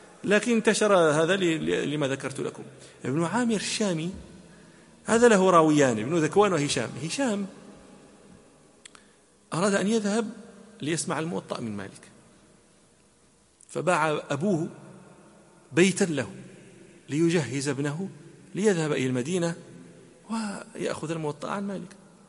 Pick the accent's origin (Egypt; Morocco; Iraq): Morocco; حتى لا نتهم بأننا ننسب الفضائل أنا مغربي